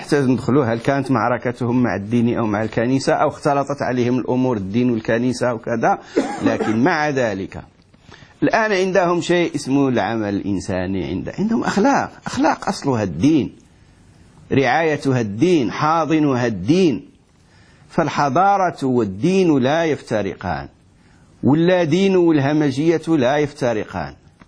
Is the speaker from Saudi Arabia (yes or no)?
no; Morocco; احنا عندنا في المغرب يقولون عيش لا تموت